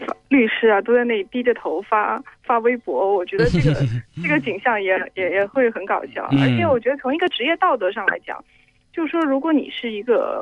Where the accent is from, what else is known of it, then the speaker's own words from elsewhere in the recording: Hong Kong; 哎，我来自香港。